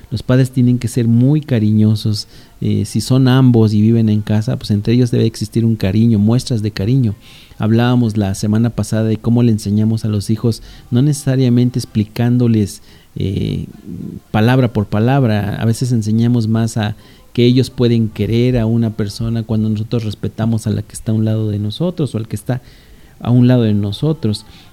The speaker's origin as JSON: {"language": "Spanish", "town": "Valle de Chalco", "region": "State of Mexico", "country": "Mexico", "said": "todo lo que es Valle de Chalco, al menos que es el municipio de donde yo vengo"}